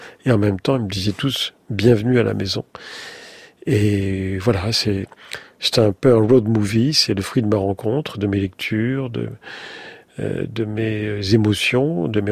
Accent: Morocco; born there; Et séfarade, dans la mesure où je suis né au Maroc, de parents nés en Algérie, et la famille étant originaire d'une part du Sahara, début du Sahara, et avant, du côté paternel, avant de Séville

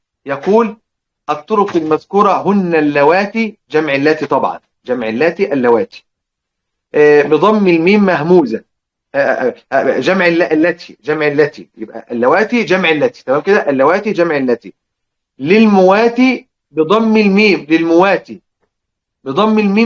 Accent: Egypt; وعلى فكره عندنا في مصر بقايا كلمات للازرق لورش موجوده عندنا في مصر

